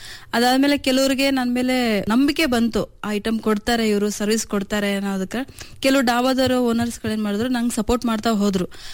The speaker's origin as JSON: {"language": "Kannada", "town": "Chitradurga", "region": "Karnataka", "country": "India", "tie": "born or raised there", "said": "ನಾನು ಹುಟ್ಟಿ ಬೆಳೆದೆಲ್ಲ ಇಲ್ಲೇ ನಮ್ದೊಂದು ಮಧ್ಯಮಸ್ಥ ಕುಟುಂಬ ನಮ್ಮದು ನನ್ನ ಓದೆಲ್ಲ ಇಲ್ಲೇ ಸೆಂಟ್ ಜೋಸೆಫ್ ಕಾನ್ವೆಂಟ್ ಅಲ್ಲಿ ನಾನು ಎಲ್ ಕೆ ಜಿಯಿಂದ ಹಿಡಿದು ಟೆಂತ್ ವರೆಗೂ ಮುಗಿಸಿರೋದು"}